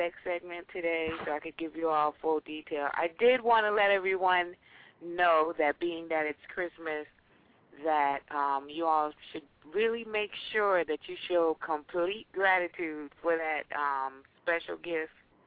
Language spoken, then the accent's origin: English; Trinidad & Tobago; I'm from Trinidad.